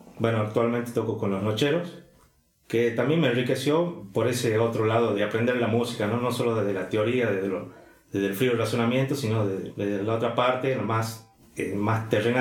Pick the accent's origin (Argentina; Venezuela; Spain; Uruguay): Argentina; Salta; con mi formación, con del lugar de donde soy. Sin ser demasiado evocativo, tal vez, pero alguna cosita, algún material que ya diga que esto es de Salta o del norte o de la Argentina